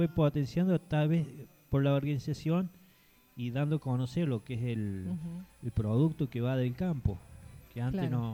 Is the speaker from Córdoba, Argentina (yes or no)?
yes; Villa Dolores, Córdoba, Argentina; yo vengo de Córdoba, de más bien de Villa Dolores, 30 kilómetros hacia el norte, yendo a Chancaní, donde son rurales, donde se hace producción caprina y, bueno, vacuno.